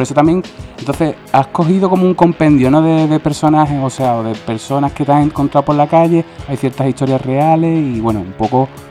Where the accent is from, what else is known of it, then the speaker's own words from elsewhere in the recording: Cádiz, Andalusia, Spain; Yo soy de Cádiz, que se me nota por el acento, y allí lo compraba perfectamente sin problemas.